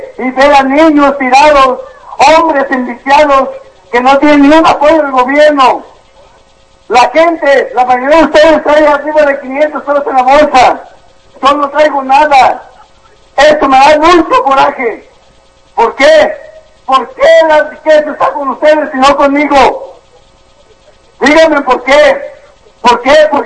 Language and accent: Spanish; Guerrero, Mexico; vengo del estado de Guerrero.